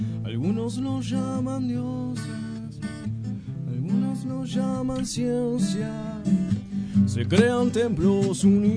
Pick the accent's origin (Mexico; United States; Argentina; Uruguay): Argentina; Moreno, Buenos Aires Province; salvo yo que soy un poco de Moreno Centro, un poco de La Reja, un poco de Moreno Norte, allá lejos.